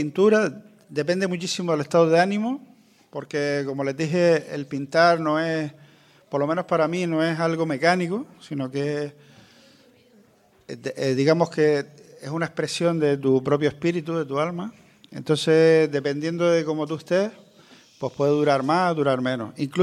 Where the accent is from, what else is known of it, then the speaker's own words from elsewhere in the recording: Maspalomas, Canary Islands, Spain; Yo soy de Gran Canaria, nací en Maspalomas, municipio de San Bartolomé de Tirajana.